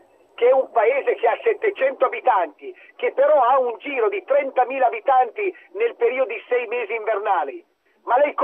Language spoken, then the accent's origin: Italian; Piedmont, Italy; io lo dico da piemontese, ma con tutto il rispetto